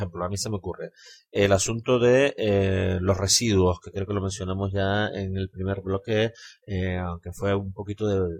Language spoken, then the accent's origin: Spanish; Canary Islands, Spain; somos los canarios los que tenemos que hacernos cargo de los residuos de la población de hecho y de derecho que vive en las islas